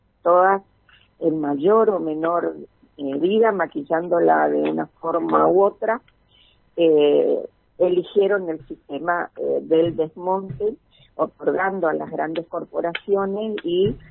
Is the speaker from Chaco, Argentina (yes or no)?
yes; Chaco, Argentina; yo soy chaqueña nacida en el Chaco y mis padres son chaqueños antes de que fuera provincia, o sea, tengo una identidad bien concreta con respecto a lo que representa el Chaco.